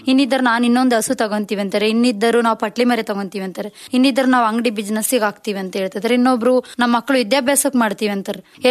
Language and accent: Kannada; Bidrikere, Karnataka, India; 100+ ಸಂಘ ಇದಾವ್ ಸರ್ ನಮ್ ಬಿದ್ರಿಕೆರೆಯಲ್ಲಿ. ಸಂಘದಿಂದನೇ ನಮ್ಮೂರಲ್ಲಿ ಎಷ್ಟೋ ಜನ ಚೆನ್ನಾಗಾಗಿದ್ದಾರೆ.